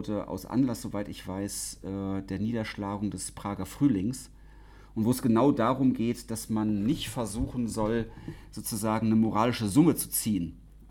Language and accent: German; West Germany, Germany; now in Leipzig, Germany; Also ich komme aus dem Westen ursprünglich mal, wohne jetzt schon lange in Leipzig.